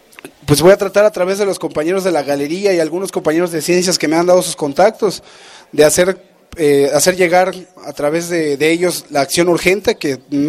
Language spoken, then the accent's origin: Spanish; Campeche, Mexico; vengo de Campeche, soy parte de la región sur-sureste de la Red Nacional de Resistencias contra las Altas Tarifas de Energía Eléctrica.